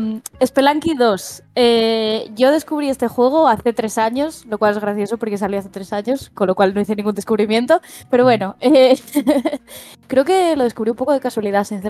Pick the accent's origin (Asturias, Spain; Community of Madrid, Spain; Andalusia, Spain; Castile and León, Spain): Asturias, Spain; Un juego hecho en mi tierra, en Asturias